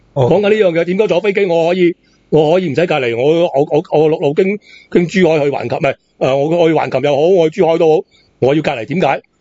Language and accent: Cantonese; Macau; 我澳门人一样噶